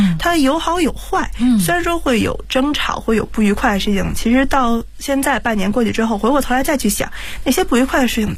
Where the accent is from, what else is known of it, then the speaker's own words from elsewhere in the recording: Beijing, China; 因为毕竟我是土生土长在北京的一个孩子，